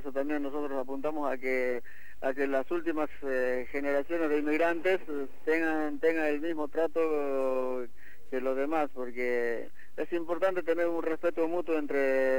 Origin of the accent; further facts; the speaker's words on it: Bolivia; now in Argentina; más o menos consolidarnos nosotros acá como comunidad boliviana, pero integrado tanto a la comunidad argentina